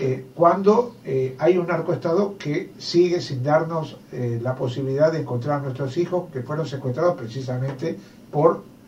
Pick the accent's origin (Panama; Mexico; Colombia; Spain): Mexico; para que los mexicanos y mexicanas nos soportemos más el tema de los 43 secuestrados